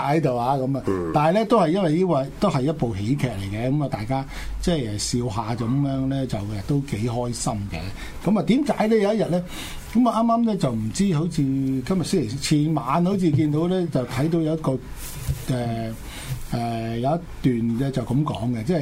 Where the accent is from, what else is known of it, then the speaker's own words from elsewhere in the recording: China; 我哋中國人咧就發誓